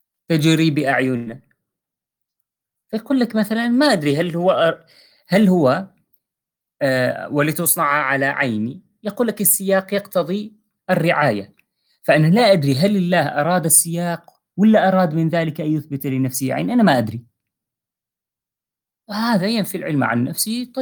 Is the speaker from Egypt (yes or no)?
no; Syria; حتى مثلا نحن عندنا بسوريا